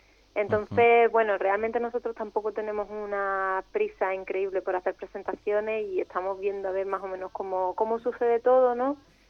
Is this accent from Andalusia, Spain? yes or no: yes; Málaga, Andalusia, Spain; Sí, somos de Málaga.